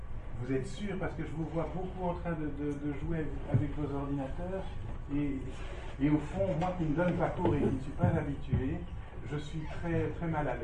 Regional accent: Belgium; chez nous, en Belgique

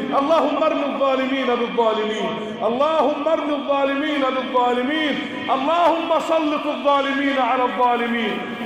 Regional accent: Egypt; أن تجعل بلدنا مصر أمناً أماناً

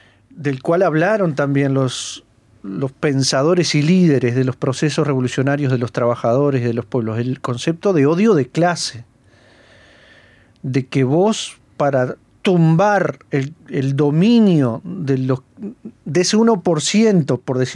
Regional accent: Uruguay; que somos todos uruguayos

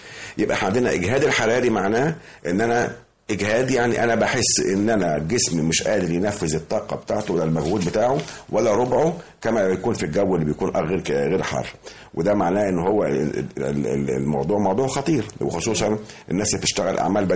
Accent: Egypt; مش في عندنا في مصر فقط ولا في المنطقه فقط

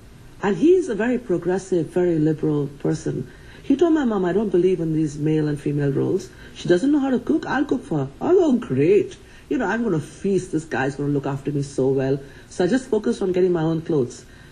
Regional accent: Kolkata, West Bengal, India; Because, you know, I grew up in Calcutta, where, you know, it's beautiful and green the whole year round.

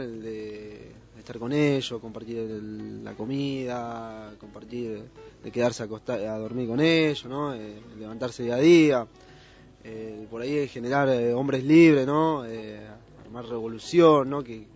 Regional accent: Luján, Buenos Aires Province, Argentina; Yo soy de acá, de Luján, de Luján.

